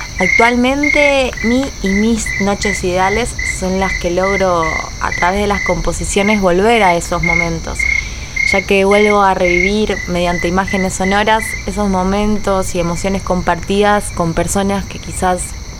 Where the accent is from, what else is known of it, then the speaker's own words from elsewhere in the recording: Buenos Aires, Argentina; Soy de Buenos Aires y si algo disfruté y disfruto de esta ciudad son las largas caminatas a la noche